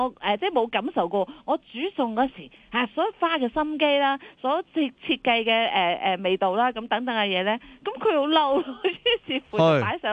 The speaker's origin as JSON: {"language": "Cantonese", "country": "Hong Kong", "said": "同我哋香港人都好唔同嘅咧"}